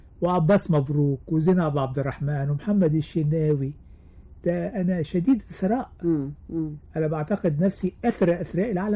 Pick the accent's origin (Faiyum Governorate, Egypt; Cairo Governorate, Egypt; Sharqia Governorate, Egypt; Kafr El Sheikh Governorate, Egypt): Kafr El Sheikh Governorate, Egypt; فابتديت اتصالح على اسم النطاف، وابتديت احب قريتي الجميلة.